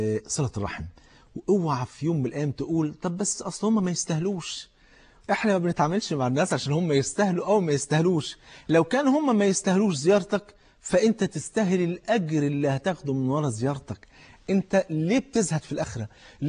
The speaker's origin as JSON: {"language": "Arabic", "town": "Cairo", "region": "Cairo Governorate", "country": "Egypt", "said": "فاتح محل كبير في احدى المولات الكبيره عندنا في القاهره"}